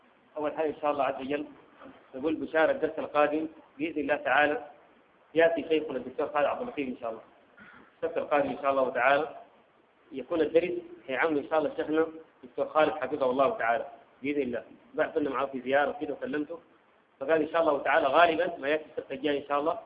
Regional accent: Sudan; عندنا في السودان هنا

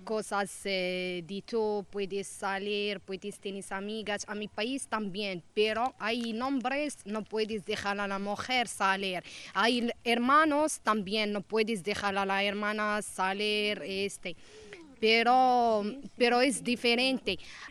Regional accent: Morocco; Spanish is a second language; now in Spain; yo soy de Marruecos también. A mí más me gusta vivir aquí.

